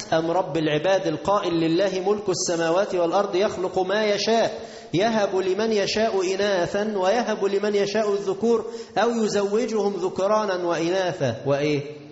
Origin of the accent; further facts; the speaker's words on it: Tanta, Gharbia, Egypt; عندنا في مصر في طنطا